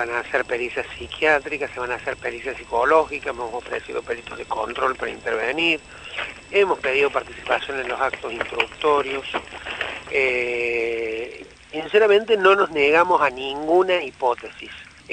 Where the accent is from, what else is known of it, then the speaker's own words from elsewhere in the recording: Argentina; soy argentino de origen judío